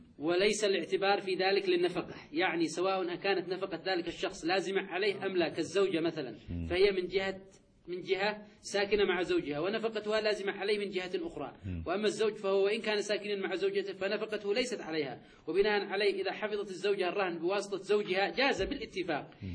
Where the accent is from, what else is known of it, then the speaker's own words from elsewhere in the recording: Yemen; هذا يا شيخنا يذكروها في مسألة عندنا في اليمن قصة أي الطلي